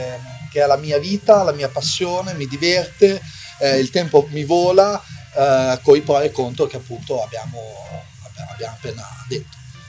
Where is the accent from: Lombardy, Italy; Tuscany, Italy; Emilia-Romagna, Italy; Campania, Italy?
Emilia-Romagna, Italy; Imola; born there; now in Bologna, Italy; sono commerciante, sono nato a Imola. Ho 40 anni e vivo qua a Bologna da oltre 20, da quando ho 18 anni, che sono appunto trasferito da un paesello qui dell'Appennino in città.